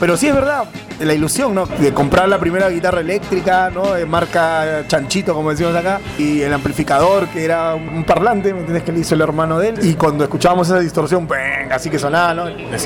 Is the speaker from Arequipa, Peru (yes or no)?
no; Breña, Lima, Peru; born there; nosotros nacimos en Breña primero, empezamos ensayando en Breña